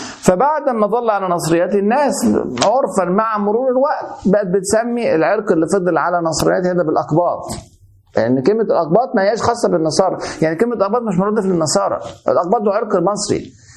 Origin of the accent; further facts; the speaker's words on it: Egypt; انا مصري اهوت، ما اعرفش انا قبطي ولا انا عربي خالص، حد من العرب اللي دخلوا مصر وانا منهم، ولا تخليط ما بين العرب والاقباط